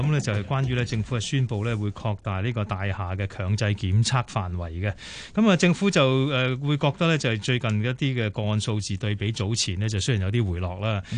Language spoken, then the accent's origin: Cantonese; Hong Kong